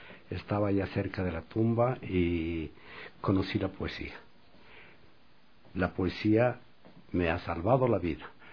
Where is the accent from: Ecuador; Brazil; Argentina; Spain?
Ecuador; Quito, Pichincha; como quiteño que soy